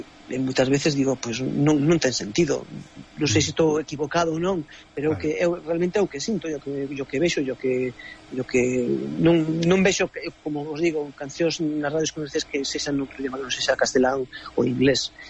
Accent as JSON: {"language": "Galician", "region": "Galicia", "country": "Spain", "said": "Non somos galegos, eu considerome galego ante todo, non?"}